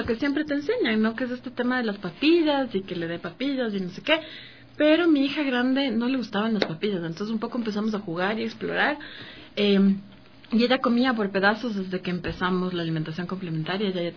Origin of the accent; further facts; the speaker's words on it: Ecuador; born there; es de India. Yo nací en Ecuador, pero tengo un papá que sigue una filosofía de India y es por eso que tengo este nombre.